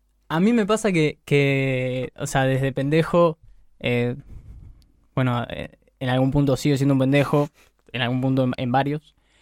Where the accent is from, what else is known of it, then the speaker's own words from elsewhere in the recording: Montevideo, Uruguay; yo de acá, Montevideo, nací por... De chico era de ahí, por Tres Cruces, vivía al lado del túnel. Y desde los 7 años que estoy viviendo por Villa Dolores, ahí el zoológico.